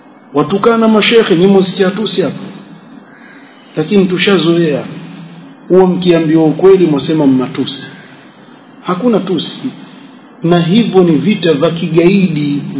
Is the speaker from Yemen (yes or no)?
yes; Hadhramaut, Yemen; kule kwetu Hadhramaut